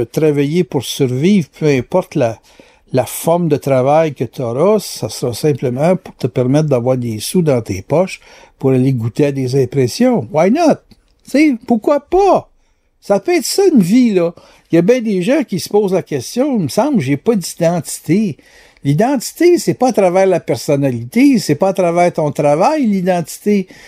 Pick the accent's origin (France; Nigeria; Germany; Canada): Canada; Quebec; Moi, je suis Québécois